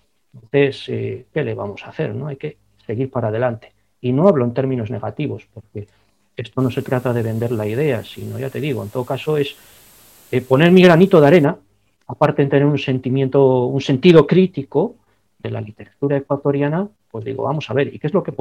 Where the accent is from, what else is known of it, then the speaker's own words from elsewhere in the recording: Basque Country, Spain; Es algo que siempre he tenido muy presente como ciudadano vasco